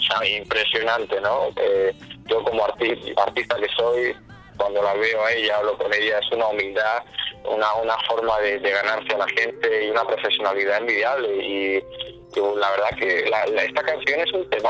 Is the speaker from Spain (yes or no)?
yes; Spain; Yo vengo de España